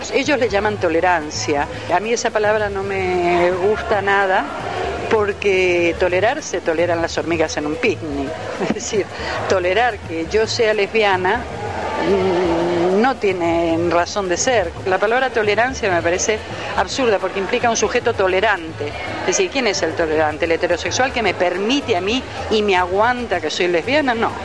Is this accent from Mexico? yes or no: no; La Plata, Buenos Aires Province, Argentina; escritora, y vengo de La Plata.